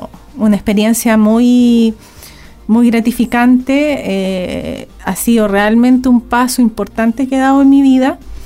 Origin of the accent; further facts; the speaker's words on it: Santiago, Santiago Metropolitan Region, Chile; also born or lived in Valdivia; la familia se trasladó a Santiago. Estuvimos 28 años allá. Así que yo... nacida en Valdivia, pero criada en Santiago, en el sentido de que hice todos mis estudios allá y estudié Derecho en la Universidad de Chile.